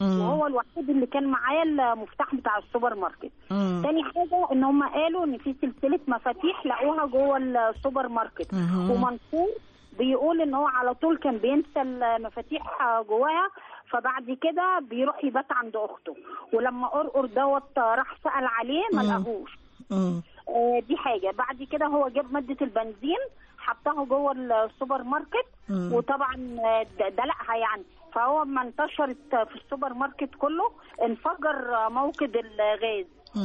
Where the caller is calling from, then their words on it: Cairo, Cairo Governorate, Egypt; من القاهرة.